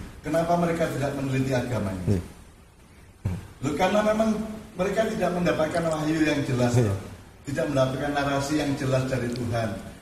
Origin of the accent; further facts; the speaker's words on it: Java, Indonesia; Padahal kita orang Jawa, orang Indonesia sudah menemukan